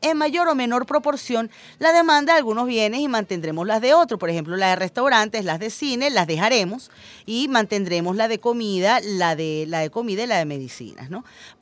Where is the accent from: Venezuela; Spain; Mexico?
Venezuela; Todos los que nacimos y vivimos en Venezuela, que queremos nuestra patria